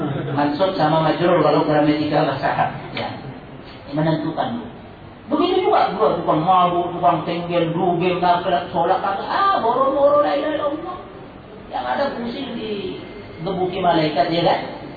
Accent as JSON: {"language": "Indonesian", "town": "Medan", "region": "North Sumatra", "country": "Indonesia", "tie": "born or raised there", "said": "ada cerita ini dari kampung saya, dari Medan"}